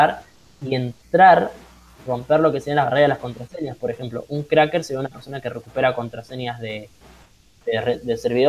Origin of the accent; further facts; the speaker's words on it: Argentina; a mí como ciudadano argentino me deja muy inquieto y me genera cierto rechazo